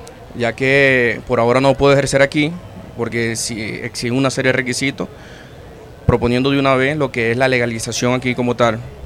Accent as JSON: {"language": "Spanish", "country": "Venezuela", "lives_now": "Colombia", "said": "Y sí, somos venezolanos, somos un grupo artístico, el cual ahorita estamos haciendo esto aquí en Colombia"}